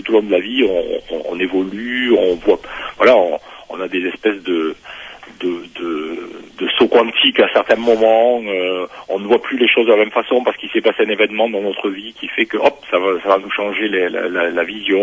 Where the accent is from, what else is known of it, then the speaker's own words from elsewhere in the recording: south of France, France; born there; je suis né en France à la fin des années 50, dans une famille communiste. Donc ça suppose dans le sud de la France, dans une région qui est particulière